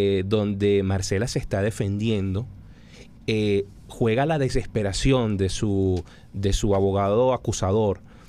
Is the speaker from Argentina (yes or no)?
no; Venezuela; además que nosotros como venezolanos utilizamos también